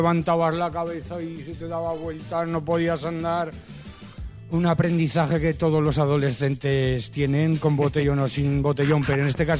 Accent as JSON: {"language": "Spanish", "town": "Jaraba", "region": "Aragon", "country": "Spain", "tie": "born or raised there", "said": "Esto en Jaraba, ya sabes que soy de Jaraba"}